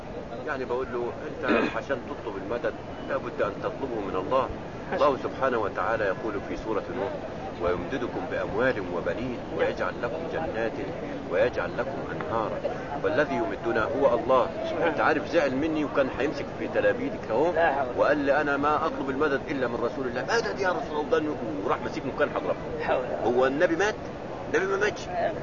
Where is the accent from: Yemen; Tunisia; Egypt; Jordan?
Egypt; عندنا يعني أنا من مصر